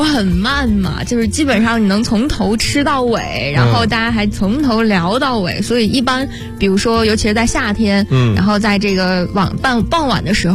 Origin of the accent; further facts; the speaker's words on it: Hebei, China; 有的时候回老家，因为我是河北人嘛